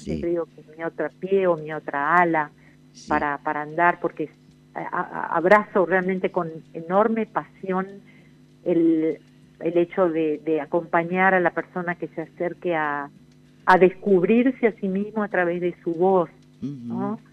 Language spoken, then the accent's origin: Spanish; Oberá, Misiones, Argentina; Soy de la provincia de Misiones, de la ciudad de Oberá, que está justo en el centro de esa bellísima provincia, lujuriosa, porque es mucho verde y mucha agua, ¿no?